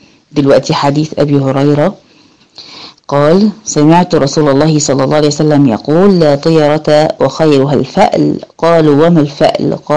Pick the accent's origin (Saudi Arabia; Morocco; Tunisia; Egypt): Egypt; إحنا بالنسبة لنا هنا كمصريين، صوت الغراب يعمل شوية قلق كده